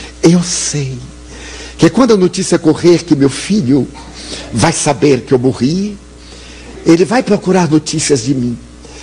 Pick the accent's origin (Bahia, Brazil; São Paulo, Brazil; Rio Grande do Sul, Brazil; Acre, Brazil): Bahia, Brazil; Como eu sou baiano, eu devo ter aqui uma boa percentagem, porque eu sou é pálido, não é branco. Eu sou pálido.